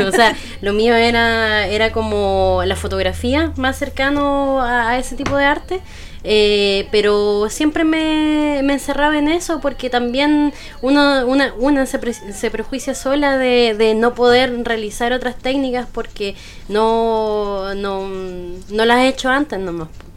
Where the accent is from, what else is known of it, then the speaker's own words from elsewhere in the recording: Castro, Los Lagos, Chile; de donde soy yo, que es de Castro.